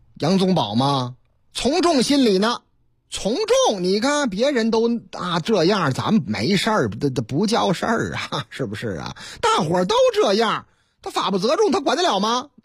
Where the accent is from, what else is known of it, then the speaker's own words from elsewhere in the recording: Shanxi, China; 这儿来到了我老家沙溪，作为党中央确定的试点省份之一，山西一年多来是稳步推进